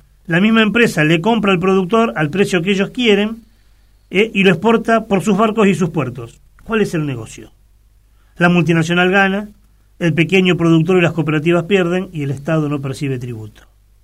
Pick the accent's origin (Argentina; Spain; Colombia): Argentina; Santa Fe; somos nosotros los santafesinos los que pagamos las obras de infraestructuras